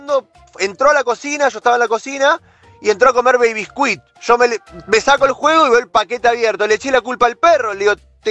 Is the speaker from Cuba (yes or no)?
no; Buenos Aires, Argentina; De Belgrano, soy de Belgrano.